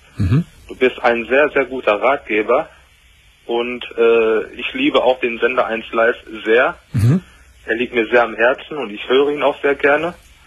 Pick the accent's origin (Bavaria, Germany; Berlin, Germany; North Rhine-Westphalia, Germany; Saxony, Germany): North Rhine-Westphalia, Germany; born there; da ich ja gebürtiger Ruhrpottler bin.